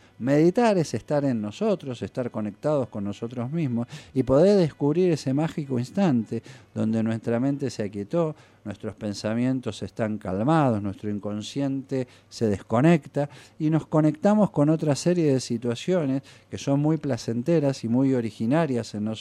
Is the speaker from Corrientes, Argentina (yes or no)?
no; Tandil, Buenos Aires Province, Argentina; now in Bariloche, Argentina; que se volvía a su pueblo, que es mi pueblo también, que es Tandil.